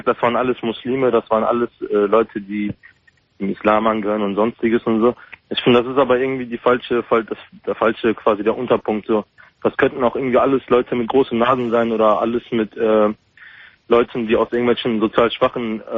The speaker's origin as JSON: {"language": "German", "country": "Germany", "tie": "born there", "said": "Ich bin gebürtig Deutscher, aber ich bin türkisch, ja, also türkischer Herkunft."}